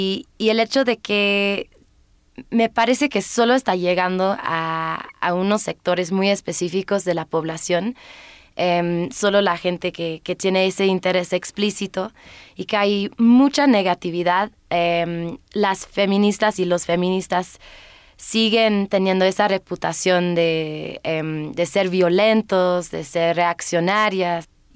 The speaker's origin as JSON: {"language": "Spanish", "country": "United Kingdom", "second_language": "Spanish", "said": "Ah, claro, sí, yo soy británica."}